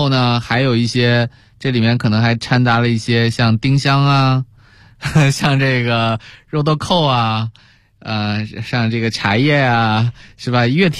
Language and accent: Chinese; China; 我们中国人也是这样，要不然炒菜为什么发明十三香呢